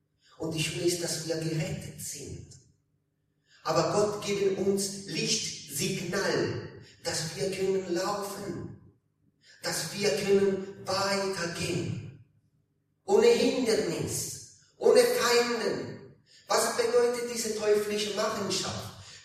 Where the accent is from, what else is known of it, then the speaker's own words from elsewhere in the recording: Italy; now in Hildesheim, Germany; ich komme aus Italien, ich und meine Familie, wir sind aus Italien gekommen, aber nicht jetzt, wir wohnen jetzt in Hildesheim.